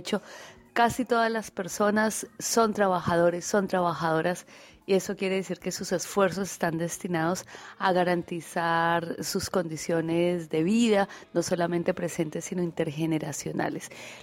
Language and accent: Spanish; Colombia; moved away as an adult; now in Argentina; soy una economista colombiana. Migré a la Argentina en el 2005 para investigar y estudiar la economía social y solidaria, así que desde el 2005 vivo en Argentina